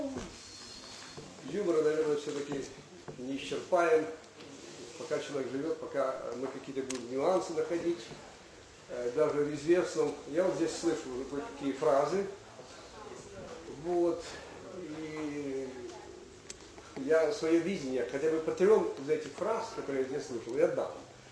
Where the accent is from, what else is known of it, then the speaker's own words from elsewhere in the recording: Lyman, Donetsk Oblast, Ukraine; По тем временам для пацана из Красного Лимана, я родом отсюда, коренной донбассовец, это был неслыханный успех.